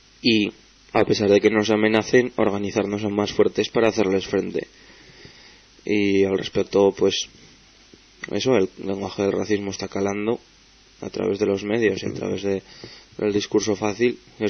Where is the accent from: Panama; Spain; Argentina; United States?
Spain; Zaragoza, Aragon; las radios alternativas de Zaragoza, a los que somos maños